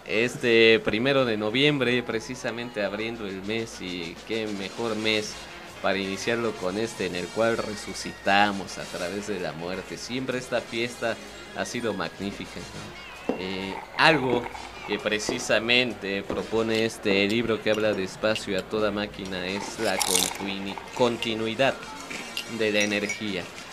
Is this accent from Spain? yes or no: no; Mexico; esta magnífica tradición que aún logramos conservar como mexicanos